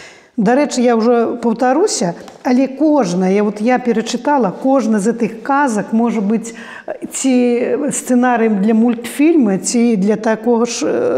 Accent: Kulyashy, Minsk Region, Belarus; also born or lived in Vitebsk; А радзіма, канешне, гэта Куляшы, гэта маладзечыншчына. І я, як ведаеце, вот прыязджаю, нават маладзечна. Там, ну, 20 кіламетраў да тых Куляшоў маіх, зусім немнога.

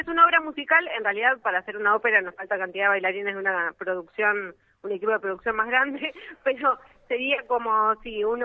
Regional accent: Junín, Buenos Aires Province, Argentina; now in Buenos Aires, Argentina; No, yo en realidad soy de Junín, provincia de Buenos Aires. Estoy viviendo acá en Capital y sigo teniendo mi número de pueblerina.

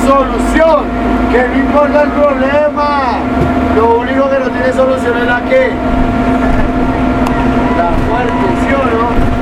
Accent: Colombia; yo soy colombiano.

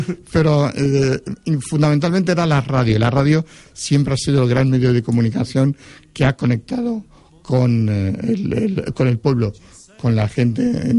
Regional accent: Foios, Valencian Community, Spain; Y nos lo alquilaba en mi pueblo, yo soy de Foyos

